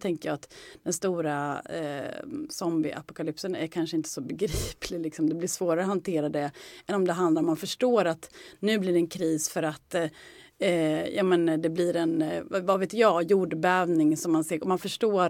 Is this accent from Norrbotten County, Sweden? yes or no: no; Skärblacka, Östergötland, Sweden; Jag kommer från Norrköping, eller Skärblacka egentligen, en liten håla utanför Norrköping.